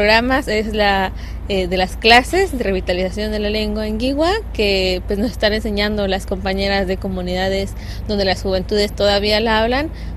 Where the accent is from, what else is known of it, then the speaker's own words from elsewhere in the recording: Puebla, Mexico; also born or lived in Veracruz; Yo soy de Puebla, del Valle de Tehuacán, y otra parte de mí es de Veracruz, del Totonacapan.